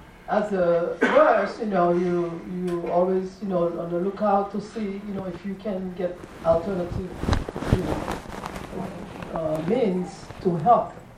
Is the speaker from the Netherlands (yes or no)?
no; Haiti; English is a second language; now in United States; I live in Georgia. And I'm from Haiti. Did you think about the accent? So, yes, I'm from Haiti.